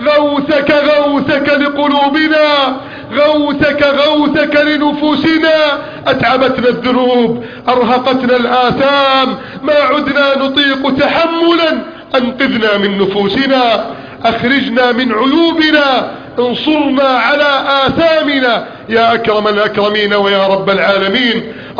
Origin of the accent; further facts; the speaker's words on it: Egypt; اللهم احفظ بلدنا مصر